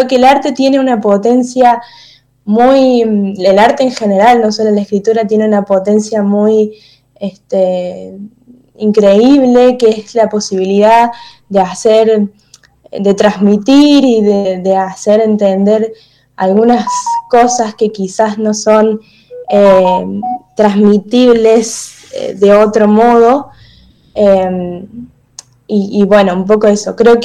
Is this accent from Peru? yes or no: no; Córdoba, Argentina; como decías, soy activista disca, tengo 19 años, soy de Córdoba, estudio en la Universidad Nacional de Córdoba, la licenciatura en Ciencia Política